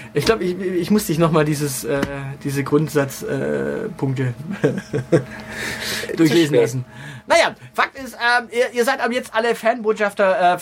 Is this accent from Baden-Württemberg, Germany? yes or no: yes; Baden-Württemberg, Germany; Denn ich bin aus Baden-Württemberg